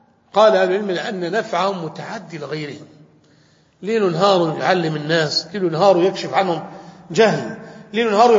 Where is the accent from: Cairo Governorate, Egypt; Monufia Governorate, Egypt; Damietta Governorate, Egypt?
Damietta Governorate, Egypt; Damietta; تعين صانعا ديت هذه عندنا في دمياط